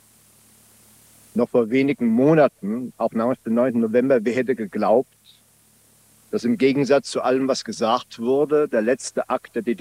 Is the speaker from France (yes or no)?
yes; France; German is a second language; vom Oberbürgermeister meiner Heimatstadt aus meinem Heimatland Frankreich eingeladen zu werden